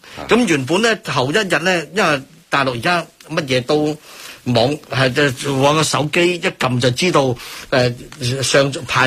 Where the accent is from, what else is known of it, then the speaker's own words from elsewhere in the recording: Hong Kong; 佢哋就其實培養咗好多即係啲我哋香港人唔識寫嘅 sitcom 啊